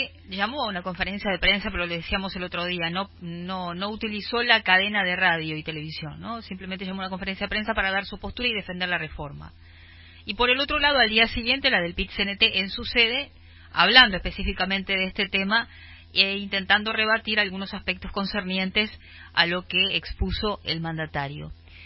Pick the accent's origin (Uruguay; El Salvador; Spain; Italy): Uruguay; ¿qué nos espera, digamos, como uruguayos en general